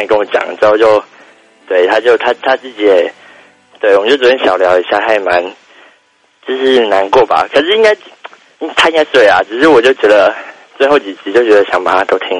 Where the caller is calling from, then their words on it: Taipei, Taiwan; 我是台北的馒头吧